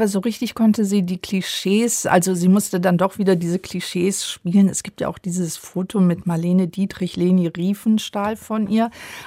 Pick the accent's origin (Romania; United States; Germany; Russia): Germany; Rhineland; Ich komme ja aus dem Rheinland, so sah der aus.